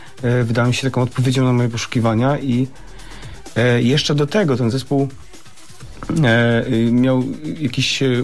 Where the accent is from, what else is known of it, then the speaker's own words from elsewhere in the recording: Czeladź, Silesian Voivodeship, Poland; Jesteśmy z tajemniczego miasta o nazwie Czeladź, gdzie nie ma dworca kolejowego, ale jest Mediamarkt.